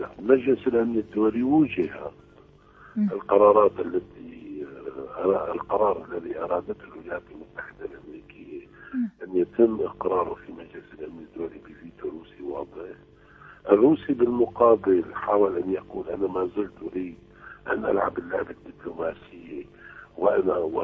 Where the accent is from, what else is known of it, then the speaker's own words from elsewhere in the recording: Syria; نحن كشعب سوري يجب علينا أن لا نتأمل من هذه الدول الغربية